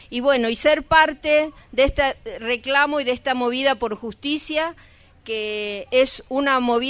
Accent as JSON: {"language": "Spanish", "town": "Lago Puelo", "region": "Chubut", "country": "Argentina", "said": "tanto la gente del Bolsón como nosotros que somos del Lago Puelo, las jubiladas estamos acá acompañando"}